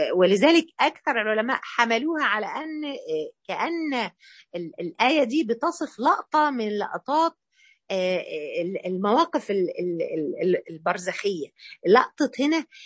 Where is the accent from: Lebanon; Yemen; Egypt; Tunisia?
Egypt; أشهر يمين عندنا إحنا كمصريين والنبي،